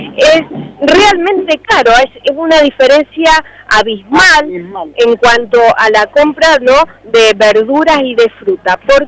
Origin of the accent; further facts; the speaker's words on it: Mendoza, Argentina; Como ciudadanos mendocinos y mendocinas